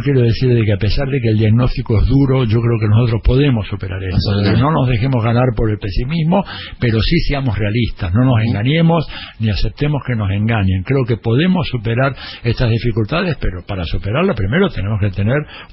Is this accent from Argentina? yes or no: yes; Argentina; also born or lived in Mexico; yo soy argentino. He vivido 8 años en México